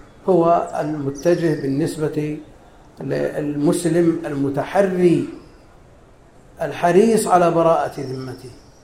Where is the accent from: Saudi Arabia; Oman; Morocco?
Saudi Arabia; Najd; هي معروفة عندنا في نجد باسم السقنقور